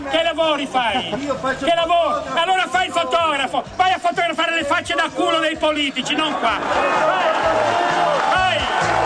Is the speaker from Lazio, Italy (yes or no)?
no; Genoa, Liguria, Italy; Meno male che io sono di Genova, non butto via niente.